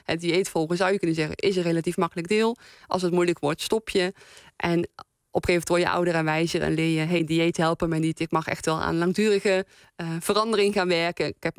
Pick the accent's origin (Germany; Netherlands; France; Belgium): Netherlands; North Brabant; now in The Hague, Netherlands; Ik kom uit Brabant. Ik woon al jaren in Den Haag.